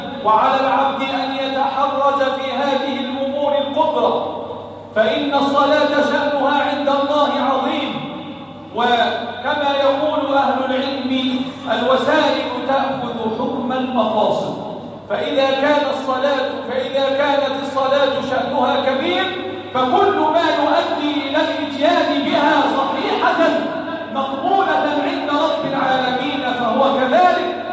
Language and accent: Arabic; Egypt; اللهم احفظ بلدنا مصر